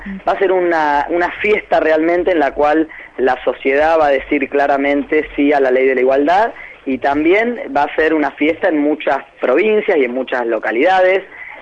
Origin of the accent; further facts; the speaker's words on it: Argentina; nos deben avergonzar a todas y todos como argentinos, ¿no?